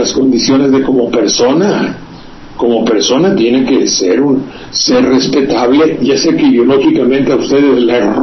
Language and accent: Spanish; Veracruz, Mexico; como los que hay por mi tierra, que yo comprendo efectivamente